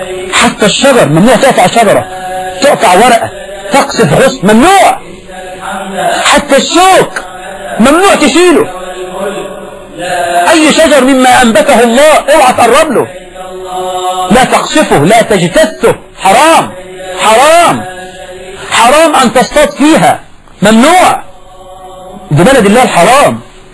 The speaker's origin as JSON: {"language": "Arabic", "country": "Egypt"}